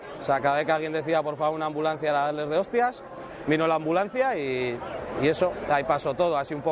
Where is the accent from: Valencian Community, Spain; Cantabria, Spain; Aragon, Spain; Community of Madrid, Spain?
Cantabria, Spain; Santander; la de soy de Santander, que no entiendo lo que pasaba